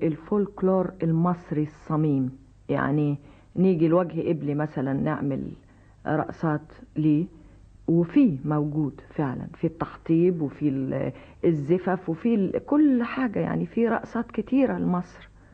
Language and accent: Arabic; Egypt; ودي وحشه قوي في وشنا احنا كمصريين